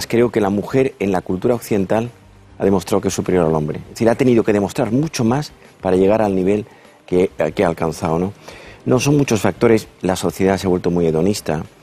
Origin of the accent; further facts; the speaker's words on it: Andalusia, Spain; Yo soy andaluz y cuando era pequeño, mi padre era psiquiatra